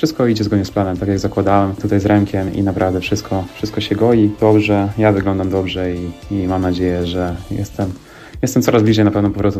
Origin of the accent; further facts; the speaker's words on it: Nowy Dwór Gdański, Pomeranian Voivodeship, Poland; Okolice Gdańska, Nowy Dwór Gdański i wychowywałem się tutaj w Nowym Dworze Gdańskim